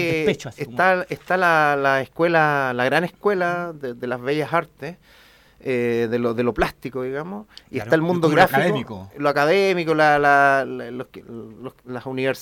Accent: San Miguel, Santiago Metropolitan, Chile; Soy de originario de San Miguel. Ajá. Nací en el Barros Luco, como corresponde.

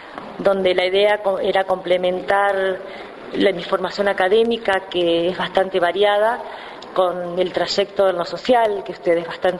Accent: Saladillo, Buenos Aires Province, Argentina; porque hablo de Saladillo y soy de Saladillo, digo, ¿no?

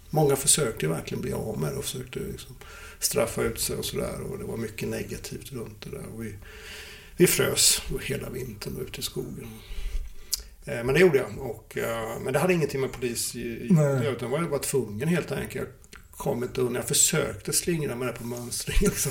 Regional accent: Småland, Sweden; born or raised there

